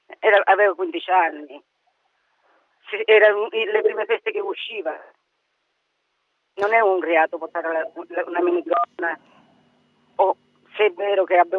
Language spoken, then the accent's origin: Italian; Tarquinia, Lazio, Italy; noi siamo di Tarquinia.